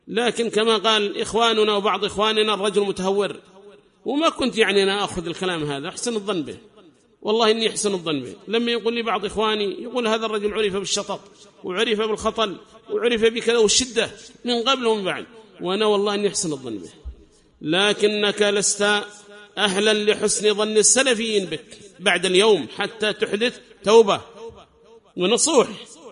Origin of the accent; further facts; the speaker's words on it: Yemen; ليس لك شأن عندنا في اليمن